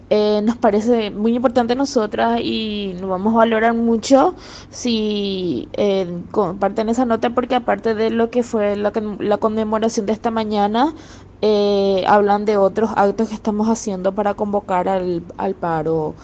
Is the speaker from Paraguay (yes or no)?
yes; Paraguay; de Paraguay. Hoy se conmemora el Día Internacional de la Mujer Paraguaya acá en nuestro país